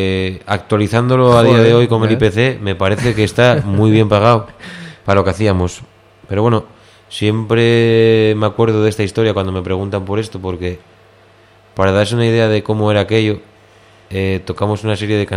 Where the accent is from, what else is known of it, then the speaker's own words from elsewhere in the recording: León, Castile and León, Spain; con un compañero de mi pueblo, de León